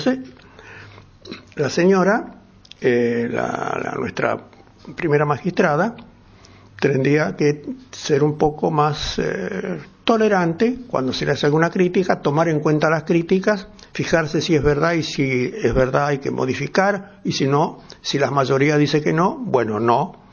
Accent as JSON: {"language": "Spanish", "region": "Buenos Aires", "country": "Argentina", "tie": "born or raised there", "said": "Pero yo me crié mucho en Villa del Parque."}